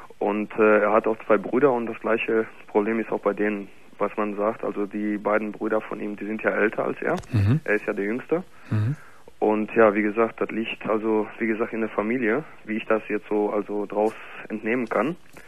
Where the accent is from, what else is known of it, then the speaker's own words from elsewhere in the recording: Gelsenkirchen, North Rhine-Westphalia, Germany; Ich komme nämlich aus Gelsenkirchen im Ruhrpott.